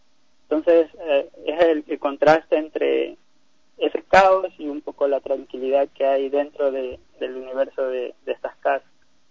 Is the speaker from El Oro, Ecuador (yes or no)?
yes; Machala, El Oro, Ecuador; now in Guayaquil, Ecuador; porque yo soy de Machala, pero ya voy residiendo 4 años acá en Guayaquil por los estudios de la universidad.